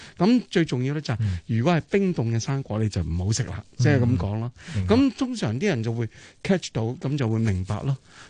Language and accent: Cantonese; China; 其实我身为中国人啦